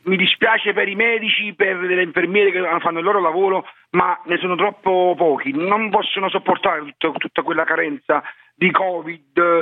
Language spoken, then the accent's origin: Italian; Naples, Campania, Italy; Io sono napoletano e non mi vergogno di essere